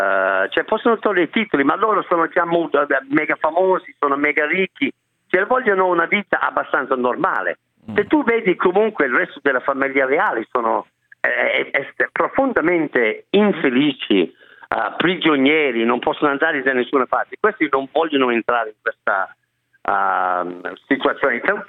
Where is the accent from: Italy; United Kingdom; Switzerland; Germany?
United Kingdom; England; Italian is a second language; Anch'io sono inglese che vado su e giù.